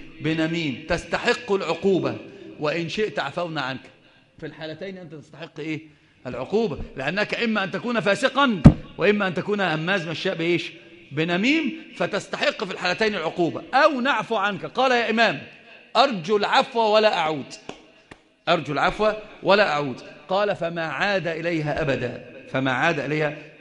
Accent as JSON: {"language": "Arabic", "country": "India", "first_language": "Urdu", "second_language": "Arabic", "said": "كان انا جئت من الهند، فلغه الاردو يعني هي اللي ايه اللغه العربيه مش مساعداني"}